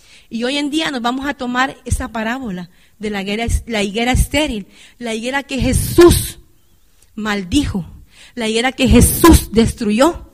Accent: Honduras; yo me crecí en Honduras y allá en mi escuela

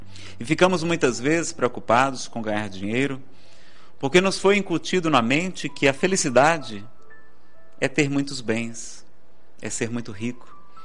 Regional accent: Ceará, Brazil; Eu que sou do Ceará, então, vai ser difícil ficar bonito, não é?

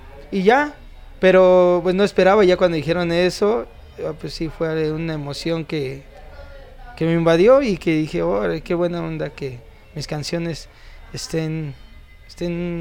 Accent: Mexico City, Mexico; soy acá de la Ciudad de México.

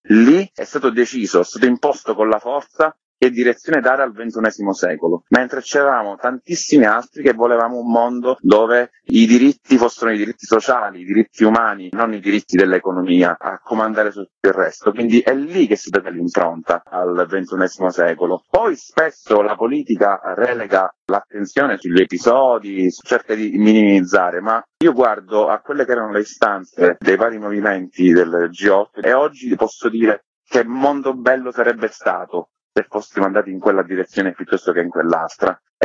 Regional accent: Sicily, Italy; per me, che sono siciliano, quando tocchi la tragedia greca si apre un mondo, ce l'abbiamo nelle vene

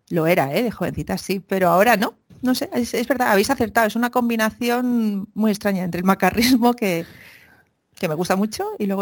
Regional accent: Catalonia, Spain; born there; mis padres son de Málaga, toda mi familia es de Málaga, pero yo nací ya en Cataluña.

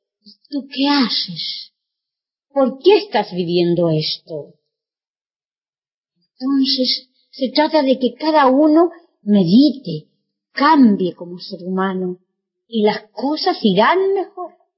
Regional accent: Chile; no como cuando era niña y adolescente en Chile.

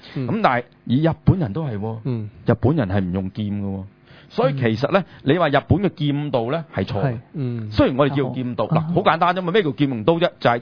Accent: China; 但系我哋中国人咧就好滑头嘅

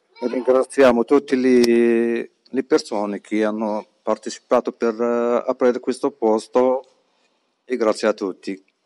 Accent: Morocco; Italian is a second language; vengo del Marocco, sono come degli altri stranieri che cercano da migliorare la sua vita

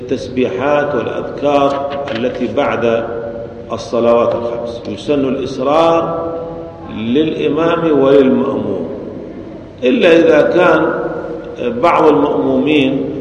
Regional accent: Syria; ولذلك عندنا في سوريا غالب المساجد يجهرون

